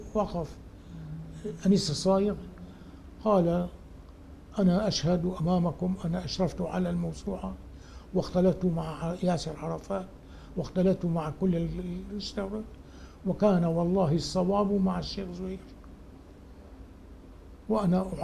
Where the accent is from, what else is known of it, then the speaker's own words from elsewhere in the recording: Mayadin, Deir ez-Zor Governorate, Syria; لا، نحن شوام ميادنة حسينية.